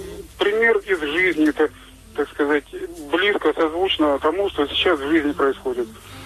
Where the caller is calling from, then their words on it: Rostov-on-Don, Rostov Oblast, Russia; Ростов-на-Дону.